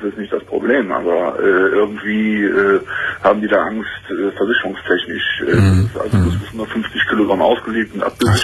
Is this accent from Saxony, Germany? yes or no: no; Cologne, North Rhine-Westphalia, Germany; aber ich komme aus Köln